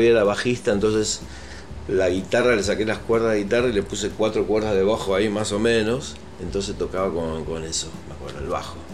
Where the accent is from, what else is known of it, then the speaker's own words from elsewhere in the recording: Buenos Aires, Argentina; Sí, Flores y Caballito.